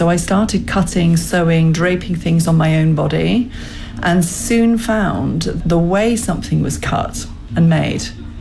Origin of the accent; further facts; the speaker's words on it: London, United Kingdom; I'm a designer from London.